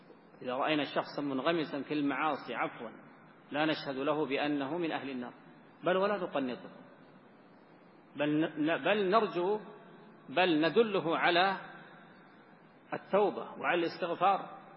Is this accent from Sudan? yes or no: yes; Sudan; المشايخ عندنا في السودان